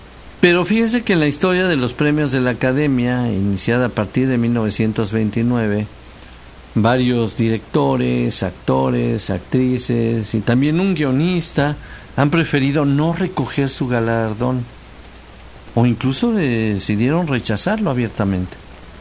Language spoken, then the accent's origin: Spanish; Mexico; Y ya saben cómo somos los mexicanos